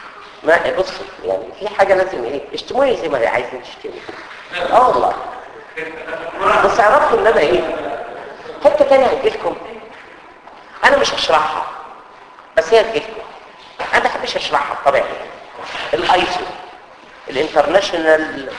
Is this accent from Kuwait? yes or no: no; Egypt; زي عندنا في مصر الفيش والتشبيه